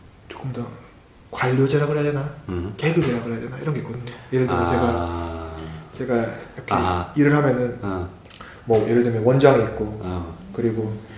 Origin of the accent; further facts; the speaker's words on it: North Gyeongsang, South Korea; 저도 같은 경상도 출신이거든요. 경상 북도 출신인데 또 부산이랑 틀려요.